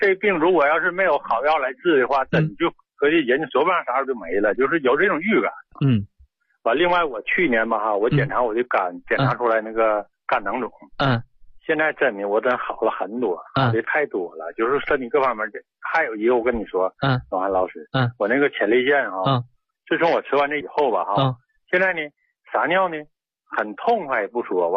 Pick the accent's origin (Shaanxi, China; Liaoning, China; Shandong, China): Liaoning, China; Liaoyang; 我是辽阳人。